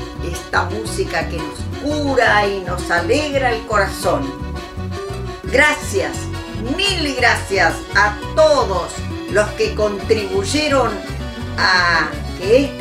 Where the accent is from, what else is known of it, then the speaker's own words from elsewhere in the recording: Argentina; de Argentina ….